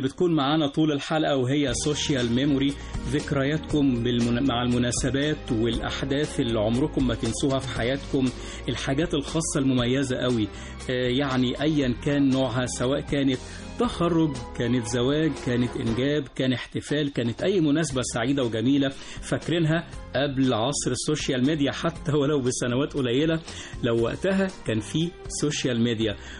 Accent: Egypt; والارتقاء بمستوى الوعي عندنا كلنا كمصريين

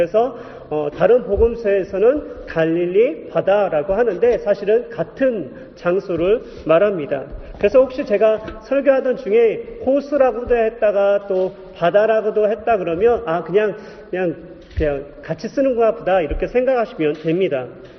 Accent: Yesan, South Chungcheong, South Korea; 그래서 제가 어렸을 때 충남 예산이라는 곳에서 살았습니다.

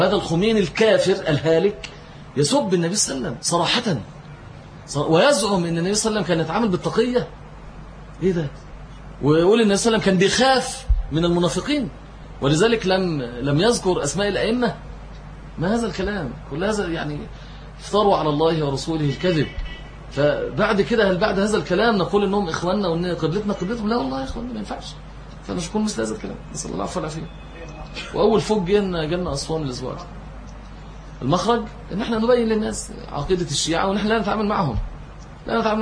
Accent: Egypt; يعني إحنا عندنا في مصر

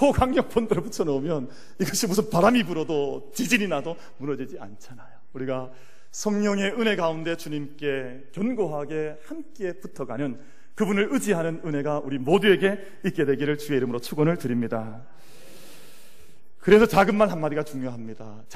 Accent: Gyeongsang, South Korea; 그래도 내가 경상도 남자 이러면 안 되지 참는 거예요

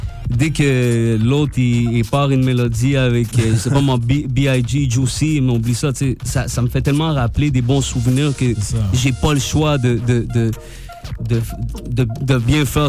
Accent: Montreal, Quebec, Canada; Mais tu sais, je veux dire, on vient de Montréal.

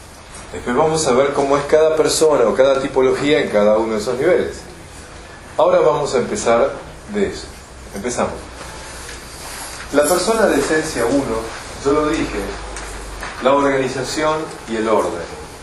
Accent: Argentina; Como buenos argentinos que somos

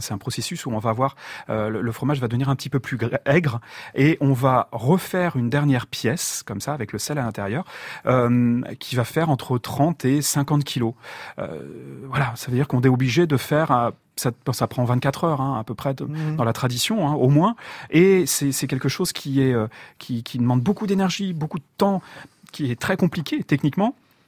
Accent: Auvergne-Rhône-Alpes, France; Moi je suis de la Drôme, et en Drôme et en Ardèche, on est sur des zones qui commencent à être sérieusement arides.

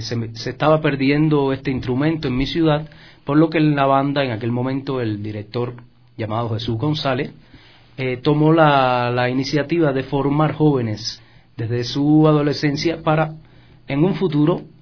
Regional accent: Cuba; Yo soy de Cuba, del centro de Cuba, de una ciudad muy pequeña, muy colonial, que la vives y te transportas a los 1800

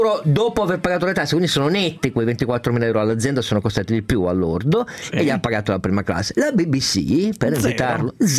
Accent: Piedmont, Italy; anche perché io da piemontese prendo la mia

